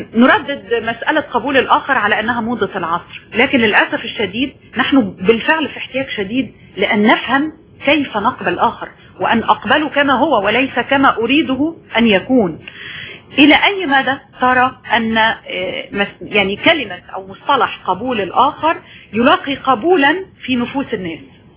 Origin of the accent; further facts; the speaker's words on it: Egypt; بالتأكيد وأنا مواطنة مصرية أشهد أن الصورة ليست سوداء